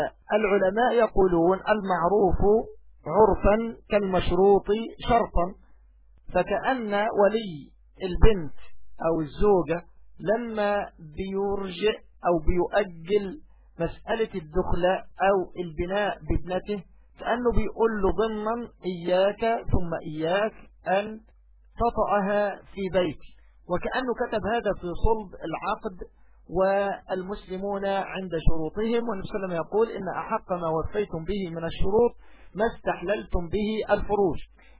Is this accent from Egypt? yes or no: yes; Egypt; هذا أمر لا يستنكر سيما عندنا في مصر مثلا